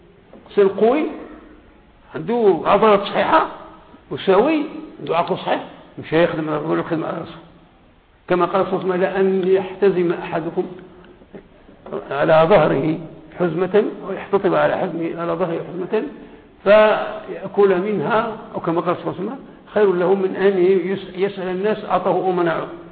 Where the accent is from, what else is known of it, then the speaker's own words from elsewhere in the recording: Morocco; لأن التعليم عندنا في المغرب هو بالنسبة للعالم كله هو أدنى مستوى